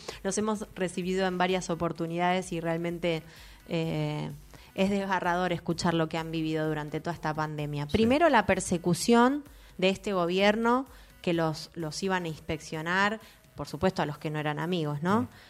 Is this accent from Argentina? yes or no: yes; Quilmes, Buenos Aires Province, Argentina; Sí, sí, soy quilmenia. También nací en el hospital de Quilmes.